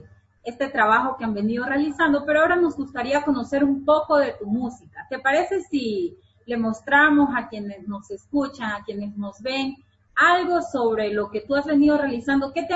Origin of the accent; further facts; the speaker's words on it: Esmeraldas, Ecuador; porque precisamente soy de Esmeraldas y sé muy bien la cercanía que tienen precisamente